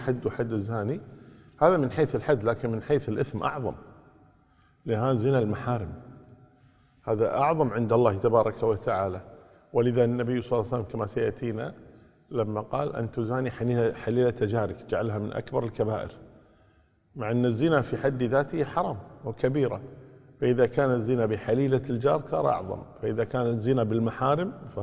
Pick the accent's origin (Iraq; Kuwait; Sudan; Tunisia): Kuwait